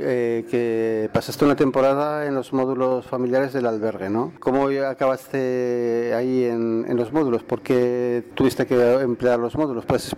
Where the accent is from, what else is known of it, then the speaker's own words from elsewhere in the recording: Gambia; Spanish is a second language; now in Spain; De Gambia.